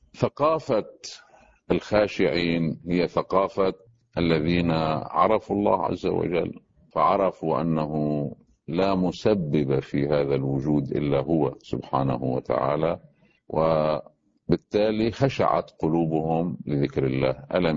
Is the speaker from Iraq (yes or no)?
no; Lebanon; مثلا عندنا في لبنان